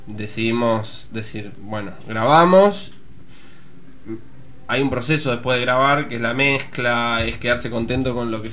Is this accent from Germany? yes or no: no; La Plata, Buenos Aires Province, Argentina; born there; O sea, nací en La Plata